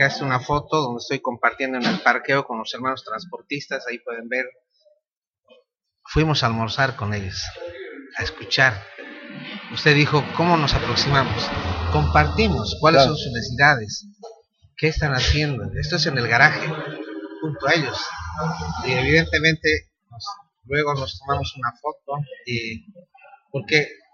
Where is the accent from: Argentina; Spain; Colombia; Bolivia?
Bolivia; Tarija; conozco un paisano, yo soy de Tarija